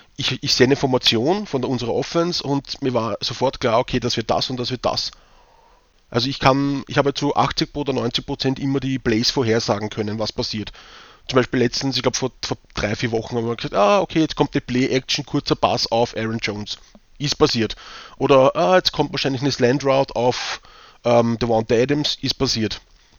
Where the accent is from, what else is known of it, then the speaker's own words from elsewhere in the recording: Vienna, Austria; accent: Viennese; wenn sie mich verstehen mit meinem Wiener Dialekt